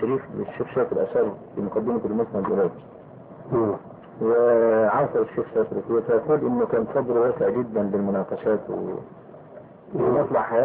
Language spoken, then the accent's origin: Arabic; Egypt; لكن يقال عندنا في مصر